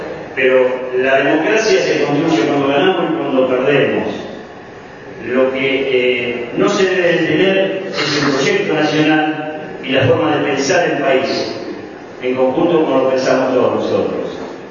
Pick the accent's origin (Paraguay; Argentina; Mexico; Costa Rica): Argentina; Berisso, Buenos Aires Province; Yo soy de Berisso, criado, presidente de Berisso.